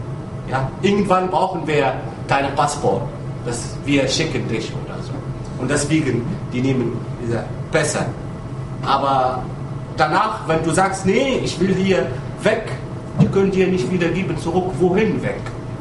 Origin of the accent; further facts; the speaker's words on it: Tunisia; German is a second language; als Afrika-Europäer Akt oder von mich selber als Tunesier.